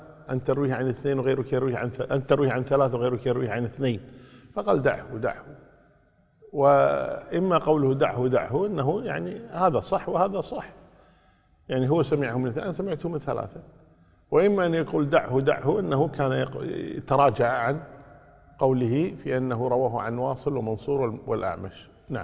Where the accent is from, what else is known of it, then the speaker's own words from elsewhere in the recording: Kuwait; يعني مثلا عندنا في الكويت يقولون يعني النساء أكثر من الرجال